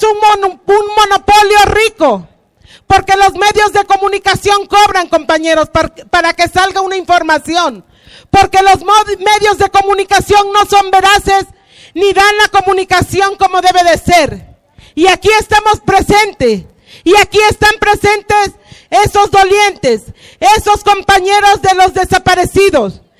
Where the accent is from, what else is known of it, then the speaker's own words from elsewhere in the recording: Mexico; somos netamente mexicanos